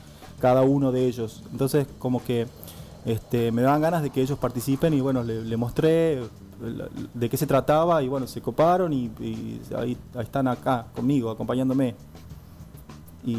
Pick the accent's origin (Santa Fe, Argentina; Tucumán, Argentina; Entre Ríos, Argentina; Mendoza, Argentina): Tucumán, Argentina; Sí, yo soy tucumano.